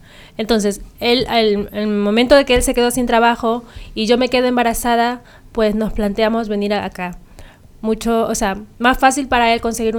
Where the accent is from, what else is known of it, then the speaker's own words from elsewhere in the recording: Guayas, Ecuador; born there; moved away; He nacido en la provincia del Guayas, pero yo me considero más esmeraldeña.